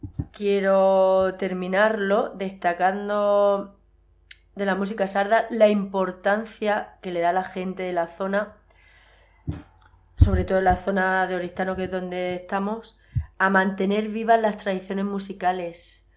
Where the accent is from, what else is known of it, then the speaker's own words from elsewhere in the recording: Yeste, Castilla-La Mancha, Spain; la música tradicional que bailo yo en mi pueblo, las jotas y las malagueñas de la Sierra de Yeste.